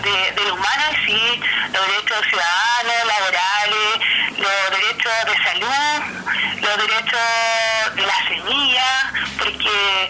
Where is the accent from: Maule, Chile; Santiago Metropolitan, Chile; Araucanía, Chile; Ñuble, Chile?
Araucanía, Chile; Temuco; now in Patagonia, Chile; como yo soy de Hualmapu, de Temuco, pero el año pasado tuve la invitación de irme para Patagonia